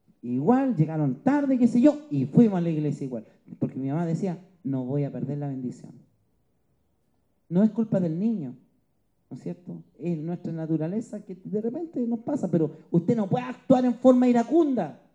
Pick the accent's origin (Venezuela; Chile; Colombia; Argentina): Chile; Antofagasta; born there; Me acuerdo que yo nací en Antofagasta